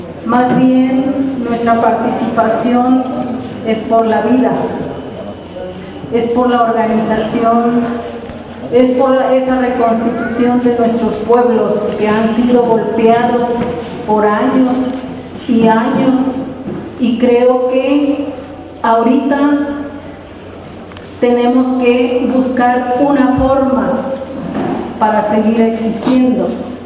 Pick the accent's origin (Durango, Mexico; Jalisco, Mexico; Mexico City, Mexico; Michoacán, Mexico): Jalisco, Mexico; soy de Okinawa del sur de Jalisco.